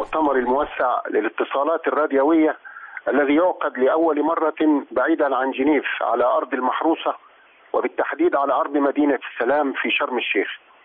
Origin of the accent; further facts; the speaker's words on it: Egypt; نجاح السياسات الاقتصادية في بلدنا مصر، وإلى الإمام